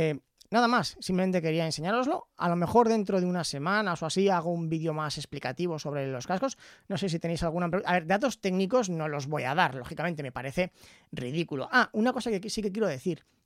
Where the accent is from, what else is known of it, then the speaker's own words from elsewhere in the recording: Aragon, Spain; accent: Aragonese; yo tengo un acento maño, pero bestial.